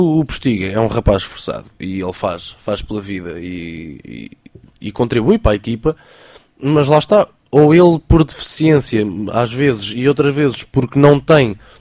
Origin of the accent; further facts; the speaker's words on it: Portugal; enquanto português também me custa ver